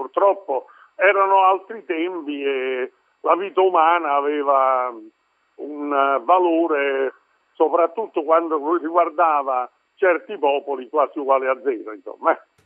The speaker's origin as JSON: {"language": "Italian", "town": "Salerno", "region": "Campania", "country": "Italy", "said": "Beh, veramente, io sono salernitano."}